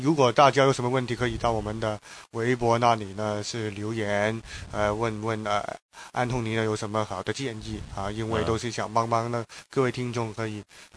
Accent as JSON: {"language": "Chinese", "country": "Hong Kong", "accent": "Hong Kong", "said": "所以听我们的口音就是香港来的"}